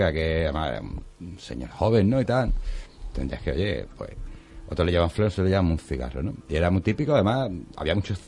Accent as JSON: {"language": "Spanish", "town": "Algeciras", "region": "Andalusia", "country": "Spain", "tie": "born or raised there", "moved": "yes", "lives_now": "Seville, Spain", "said": "yo soy algecireño, mucha honra, aunque yo aquí en Sevilla hace muchos años, pero yo soy de Algeciras."}